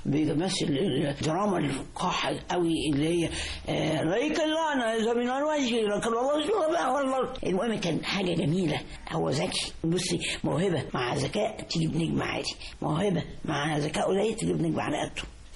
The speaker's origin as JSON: {"language": "Arabic", "country": "Egypt", "said": "أنا كنت 62 في المجر كنت شرقية وكنت بقول لهم أنا مصري"}